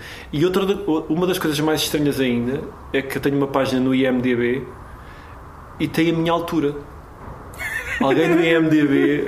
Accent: Tondela, Viseu, Portugal; Eu sou de Tondela, que é uma cidade do interior.

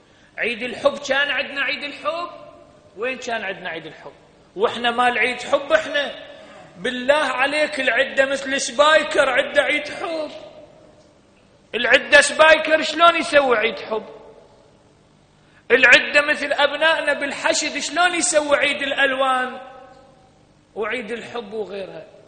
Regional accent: Iraq; انت تدري بعض العشائر عندنا بالعراق

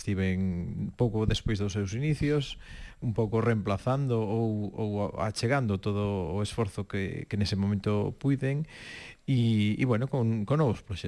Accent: Narón, Galicia, Spain; De Narón, hola.

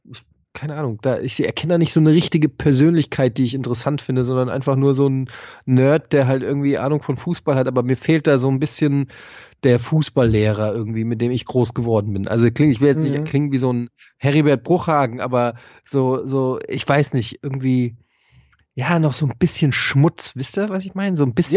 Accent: Frankfurt, Hesse, Germany; Ich bin Frankfurter, bei mir muss es dreckig und tight sein.

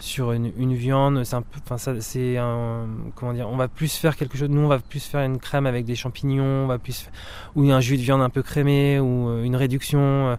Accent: Normandy, France; moi, je suis normand d'origine j'ai grandi sur les terres normandes et j'y suis très attaché.

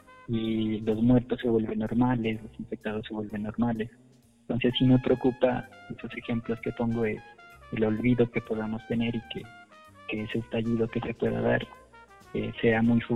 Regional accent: Colombia; estamos viviendo también de transformación como colombianos

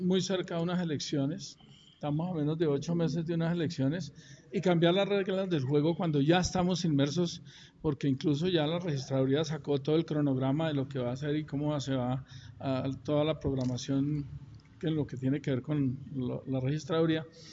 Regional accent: Sibaté, Cundinamarca, Colombia; yo soy de Cibaté, pero acordémonos que Cibaté era una inspección de policía de Soacha cuando yo nací. Yo tenía como 9 años cuando surgió la independencia de Soacha de Cibaté.

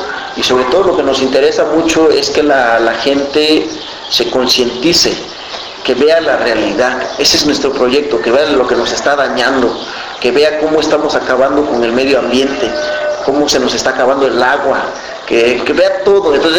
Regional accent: Tlapa, Guerrero, Mexico; also born or lived in Caguatache; Yo no soy originario de Tlapa, yo soy originario de un pueblo que se llama Caguatache, ¿no? Pero yo crecí en Tlapa y bueno, pues tengo que seguir hablando mi lengua.

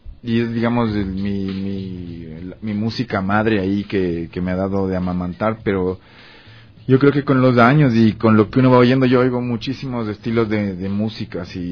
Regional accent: Ambato, Tungurahua, Ecuador; Yo soy de Ambato, sí.

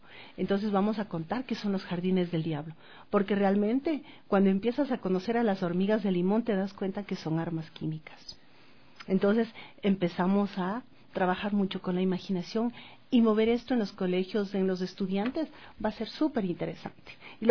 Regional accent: Ecuador; Somos tan grandes como ecuatorianos

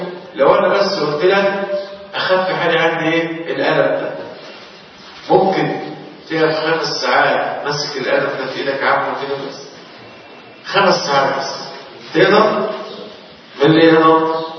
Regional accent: Egypt; تخيل الزلزال اللي حصل عندنا في مصر

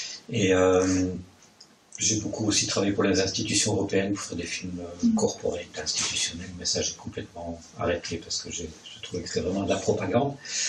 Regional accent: Verviers, Wallonia, Belgium; je suis originaire de Verviers, à l'opposé d'ici

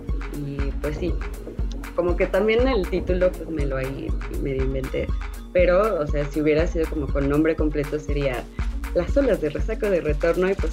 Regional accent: Mexico City, Mexico; yo vivo, o sea, yo soy bien chilanga, voy al mar cada puedo, está muy lejos.

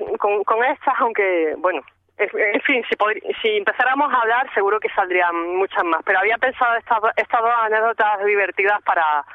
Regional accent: Jaén, Andalusia, Spain; me fui a la biblioteca de Jaén, yo soy de una ciudad pequeña

